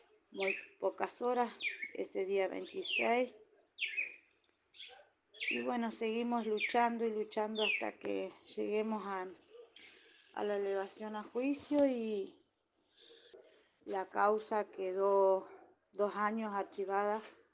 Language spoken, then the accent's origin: Spanish; Paraná, Entre Ríos, Argentina; Hola, muy buenos días. Soy de Paraná, Entre Ríos.